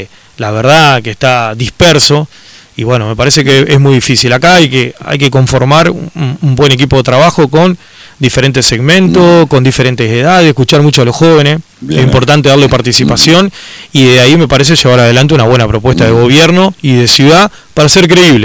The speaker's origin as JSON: {"language": "Spanish", "town": "Concordia", "region": "Entre Ríos", "country": "Argentina", "said": "soy un ciudadano de Concordia que me preocupo por lo que está pasando"}